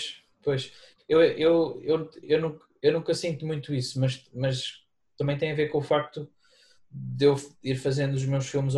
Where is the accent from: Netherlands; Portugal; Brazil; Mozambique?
Portugal; Guarda, Centro; eu quando cresci na Guarda nos anos 80, 90